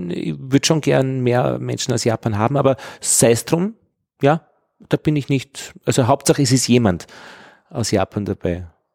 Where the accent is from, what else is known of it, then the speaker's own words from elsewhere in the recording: Austria; dann könnte ich dem sagen als Österreicher